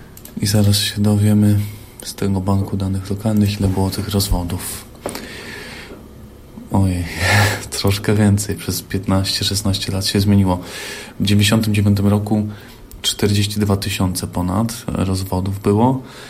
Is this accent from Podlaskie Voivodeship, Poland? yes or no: no; Elbląg, Warmian-Masurian Voivodeship, Poland; a gdybym chciał wrócić do rodzinnego Elbląga